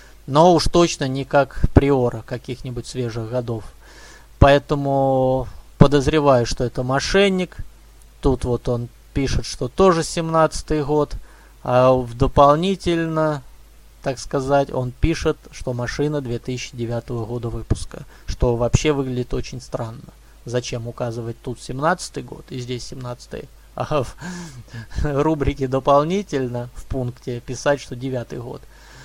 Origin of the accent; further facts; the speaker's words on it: Omsk, Omsk Oblast, Russia; Я просто сам не из Красноярска, я с Омска.